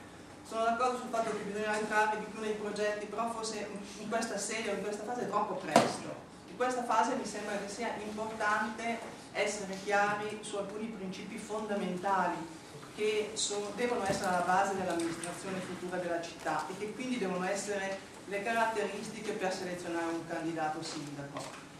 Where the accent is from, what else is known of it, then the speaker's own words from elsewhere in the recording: Como, Lombardy, Italy; Io dico questa cosa essendo comasca da sempre, lavorando da più di 20 anni a Milano